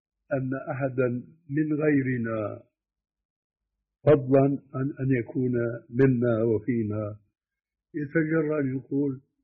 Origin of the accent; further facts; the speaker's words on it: Syria; قد مثلا لما كان يقوم الخلاف عندنا في سوريا بين أئمة المساجد المؤذنين